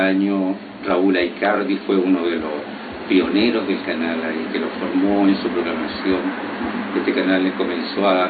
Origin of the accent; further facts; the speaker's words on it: Copiapó, Atacama, Chile; me inicié en mi juventud, en mi tierra. Mi tierra es una tierra muy bonita, que pudo haber sido la capital de Chile. Se llama Copiapó.